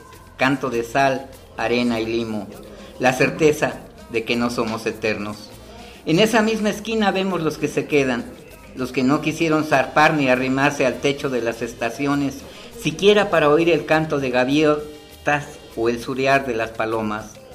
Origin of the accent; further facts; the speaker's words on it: Mexico City, Mexico; En Tepito se dice que venimos desde Cuauhtémoc, desde el señor Cuauhtémoc.